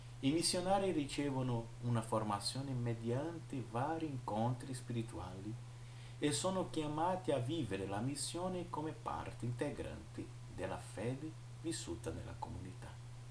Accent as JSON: {"language": "Italian", "town": "Penedo", "region": "Alagoas", "country": "Brazil", "said": "io vengo dalla diocesi di Penedo, stato di Alagoas, nord-est brasiliano"}